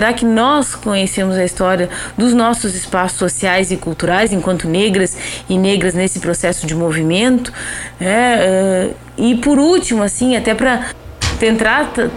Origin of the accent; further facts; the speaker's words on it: Jaguarão, Rio Grande do Sul, Brazil; eu sou natural de Jaguarão